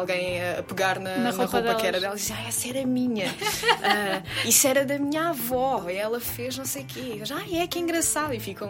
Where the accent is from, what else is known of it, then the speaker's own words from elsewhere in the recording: Évora, Portugal; now in Lisbon, Portugal; E nasci em Évora, no Alentejo.